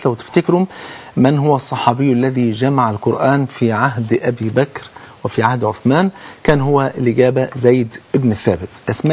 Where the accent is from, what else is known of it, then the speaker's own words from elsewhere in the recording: Egypt; تعالوا كلنا نقول احنا كلنا مصريين